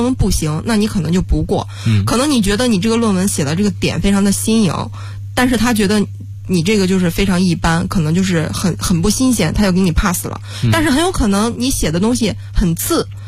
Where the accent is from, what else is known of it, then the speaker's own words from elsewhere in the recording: China; 所以我们中国人讲究味道嘛，那边就很淡，所以你肯定到那就吃不惯。